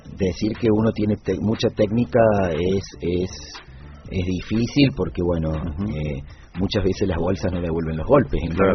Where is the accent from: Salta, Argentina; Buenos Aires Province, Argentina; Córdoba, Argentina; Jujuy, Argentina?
Córdoba, Argentina; Soy cordobés, mi esposa es catamarqueña.